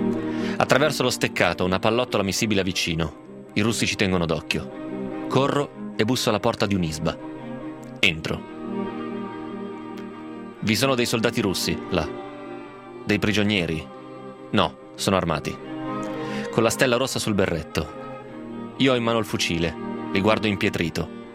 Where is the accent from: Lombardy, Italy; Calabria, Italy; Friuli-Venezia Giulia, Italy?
Friuli-Venezia Giulia, Italy; Grado; Sono friulano di grado, il Friuli è una terra di confine.